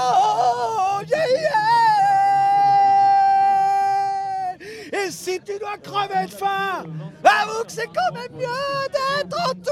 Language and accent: French; Montreuil, Île-de-France, France; je viens de Montreuil, comme quoi, c'est plutôt...